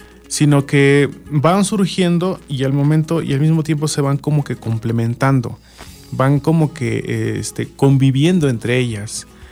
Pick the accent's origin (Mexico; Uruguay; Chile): Mexico; en cada uno de nosotros como mexicanos, ¿no?